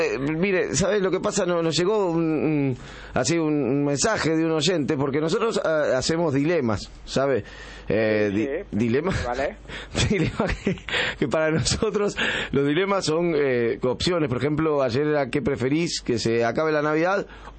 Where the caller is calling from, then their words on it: Buenos Aires, Argentina; De Buenos Aires, disculpe que no me presenté.